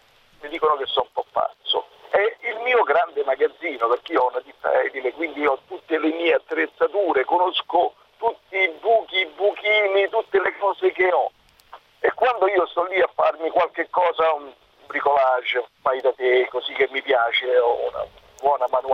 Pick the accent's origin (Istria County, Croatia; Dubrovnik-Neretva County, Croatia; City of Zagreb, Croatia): City of Zagreb, Croatia; Zagreb; moved away as an adult; now in Verona, Italy; sono di origine serba e sono cresciuto e nato in Zagabria, vissuto là fino a 32 anni.